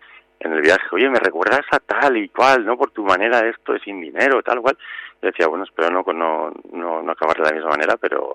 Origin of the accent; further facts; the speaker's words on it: Zamora, Castile and León, Spain; also born or lived in Barcelona; vendí todas mis cosas de que trabajaba en Barcelona, aunque soy de Zamora y tal